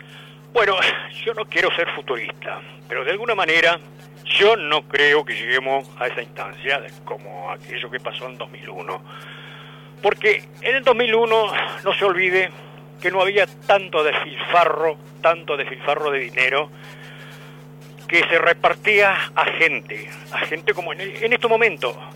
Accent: Argentina; Yo porque soy argentino, si tengo que sentir vergüenza

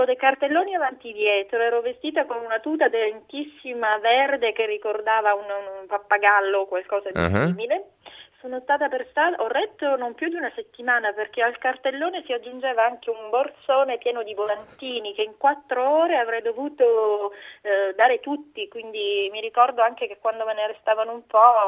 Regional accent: Palermo, Sicily, Italy; now in Milan, Italy; Sono siciliana, palermitana di origine, a Milano, milanese di adozione da poco.

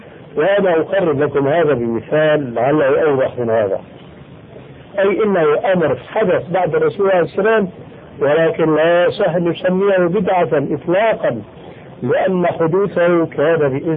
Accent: Syria; فأخرجهم كما يقولون عندنا في الشام بهرك بالك

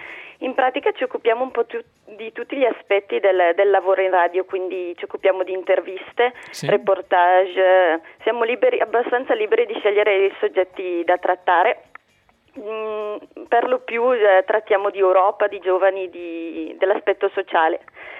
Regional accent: Bergamo, Lombardy, Italy

